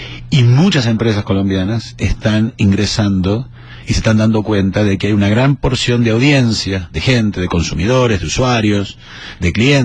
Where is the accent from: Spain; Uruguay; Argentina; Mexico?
Argentina; Buenos Aires; born there; Yo nací en Buenos Aires, Argentina.